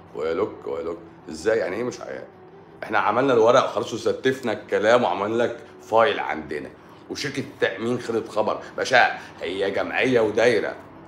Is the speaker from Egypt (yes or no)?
yes; Egypt; انت ناسي ان احنا المرض بالوراثه عندنا في مصر هنا؟